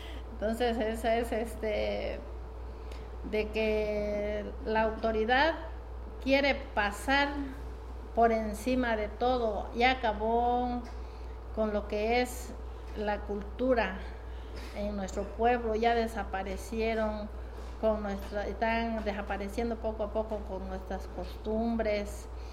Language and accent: Spanish; Tecpatán, Chiapas, Mexico; que en mi pueblo, por ejemplo, está la jícara de palo. Me comentaba mi abuela, tiene 104 años, aún vive. Me comentaba que cuando empezó a desarrollarse Tecpatán, después de la guerra de 1910